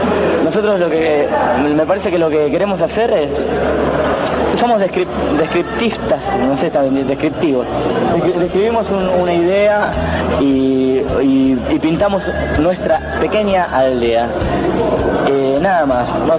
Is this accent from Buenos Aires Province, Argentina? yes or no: yes; Mar del Plata, Buenos Aires Province, Argentina; No, nunca dejamos Mar del Plata. Somos todos de Mar del Plata.